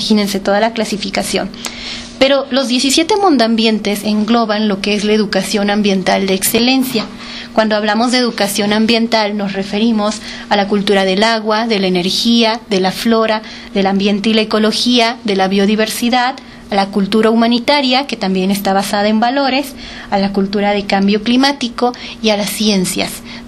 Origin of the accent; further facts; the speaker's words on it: Mexico; Y nosotros la tenemos muy cerca como mexicanos y no la valoramos.